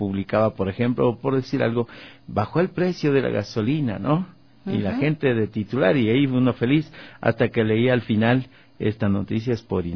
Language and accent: Spanish; Píllaro, Tungurahua, Ecuador; born there; en el sector rural donde yo nací, en Píllaro, en Ambato